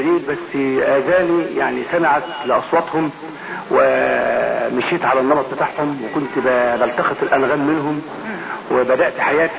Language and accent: Arabic; Dakahlia, Egypt; من منية محل الزمن تقهلي مركز المنصورة